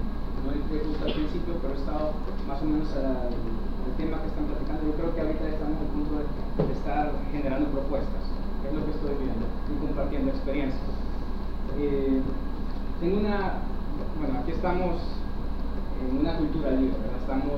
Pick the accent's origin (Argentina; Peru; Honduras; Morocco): Honduras; Soy de Honduras … representando el grupo de Tegucigalpa